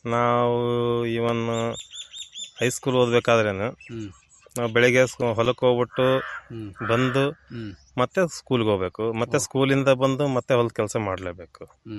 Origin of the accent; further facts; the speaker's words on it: MBN Halli, Karnataka, India; ನಮ್ಮದು ಕೂಡ್ಲಿಗಿ ತಾಲೂಕು ಎಂಬಿಎನಹಳ್ಳಿ ಗ್ರಾಮ.